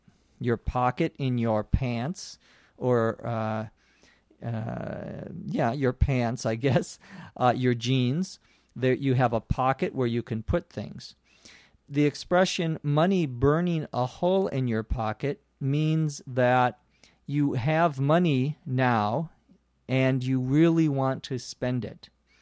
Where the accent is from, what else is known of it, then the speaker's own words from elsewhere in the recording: Los Angeles, California, United States; from Los Angeles, California, on ESL Podcast.